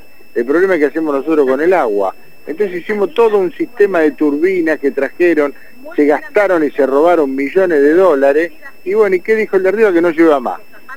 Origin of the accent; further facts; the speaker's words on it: Lomas de Zamora, Buenos Aires Province, Argentina; Mira, yo soy de Loma de Zamora.